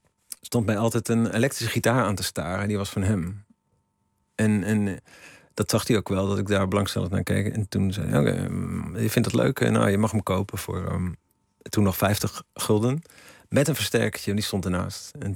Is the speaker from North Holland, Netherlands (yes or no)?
no; Ermelo, Gelderland, Netherlands; Ik ben in Ermelo opgegroeid.